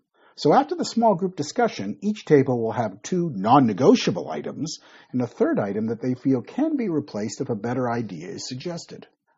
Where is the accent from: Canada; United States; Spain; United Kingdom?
Canada; Toronto, Ontario; moved away as an adult; now in Malaysia; I am Canadian. I was born and grew up in Toronto. I have lived in Malaysia for more than 25 years. Malaysia is now my home.